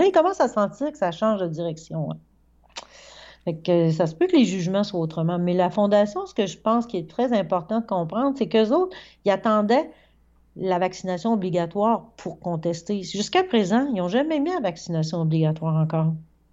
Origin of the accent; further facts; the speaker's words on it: Quebec, Canada; je suis québécois.